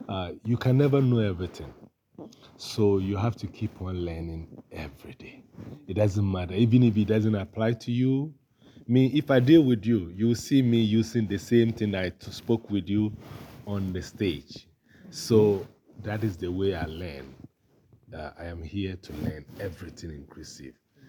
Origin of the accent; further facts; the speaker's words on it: Ghana; I'm originally from Ghana, and I'm a teaching artist